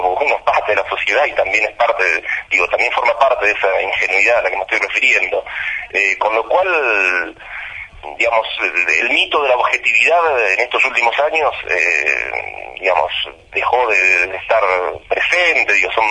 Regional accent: Bahía Blanca, Buenos Aires Province, Argentina; Yo soy de Bahía Blanca.

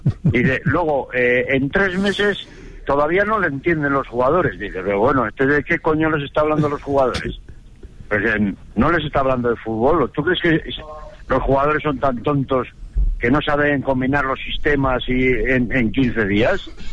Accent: Spain; A los que somos españoles...

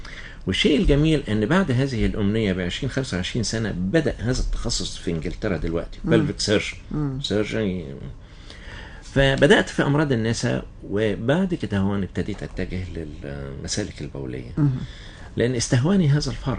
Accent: Cairo, Cairo Governorate, Egypt; إنما بدأنا فيها برضو طفولتي كانت في القاهرة.

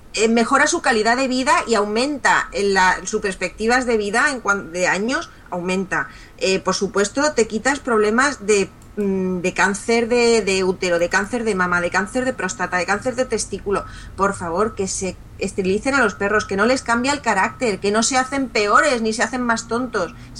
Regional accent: Spain; yo soy muy española y estoy muy orgullosa de la historia de España

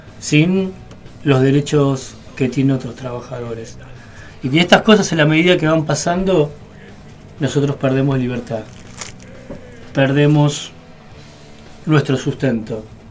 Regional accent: Buenos Aires, Argentina; como soy de Parque Patricios

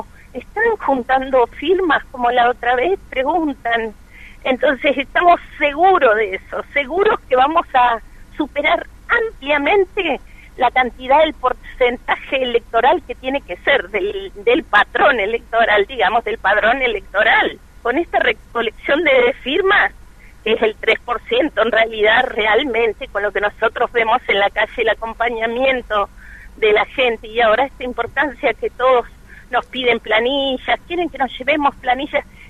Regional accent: Santa Cruz, Argentina; Personalmente soy de Santa Cruz, hay cantidad de mineras.

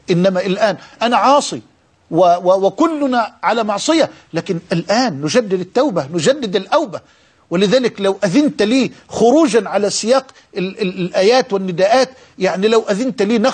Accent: Egypt; في عندنا في مصر

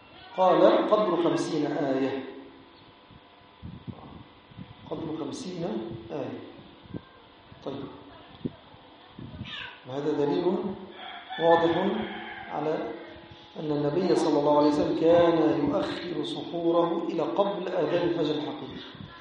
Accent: Egypt; now in Nouakchott, Mauritania; وهذا عندنا في مصر

